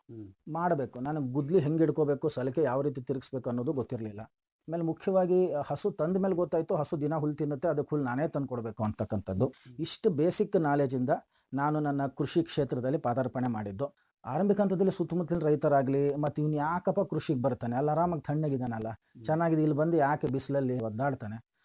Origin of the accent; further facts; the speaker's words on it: Bengaluru, Karnataka, India; ನಾನು ಹುಟ್ಟು ಬೆಳೆದಿದ್ದು ಬೆಂಗಳೂರು, ಅವಾಗಿದ್ದು ಬೆಂಗಳೂರೇ ಬೇರೆ, ಇವಾಗ ಕಾಸ್ಮೋಪಾಲಿಟನ್ ಸಿಟಿ, ಆ ಟ್ರಾಫಿಕ್ ಜಾಮ್ಗಳು, ಒತ್ತಡಗಳು